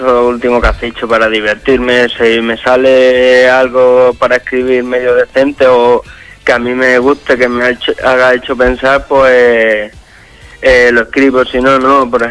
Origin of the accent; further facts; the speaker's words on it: Extremadura, Spain; Extremadura la tengo muy cercana, me toca mucho, soy extremeño